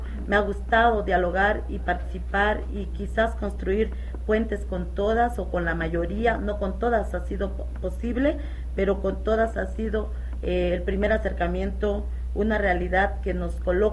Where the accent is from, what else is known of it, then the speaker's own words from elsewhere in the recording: Xochistlahuaca, Guerrero, Mexico; que soy originaria de Xochitlahuaca, en la Costa Chica Montaña, que soy mujer, que soy indígena y que soy feminista.